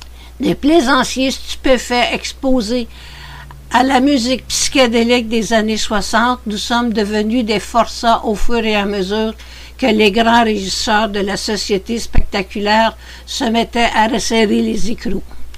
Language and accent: French; Quebec, Canada; Chez nous, au Québec